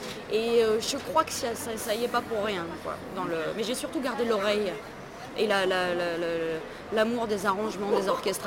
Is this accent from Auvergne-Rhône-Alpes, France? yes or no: no; Nancy, Grand Est, France; born or raised there